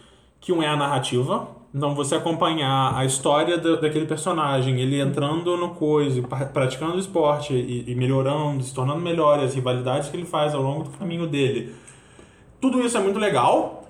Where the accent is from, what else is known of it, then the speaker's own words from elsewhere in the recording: Brazil; born there; o Brasil é só... Acontece ser o pedaço de... Terra onde eu nasci, só isso.